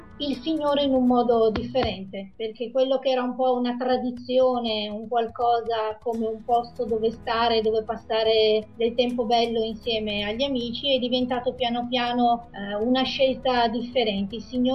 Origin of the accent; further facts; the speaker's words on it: Garzigliana, Piedmont, Italy; Sono nata appunto a Garzigliana e sono figlia unica.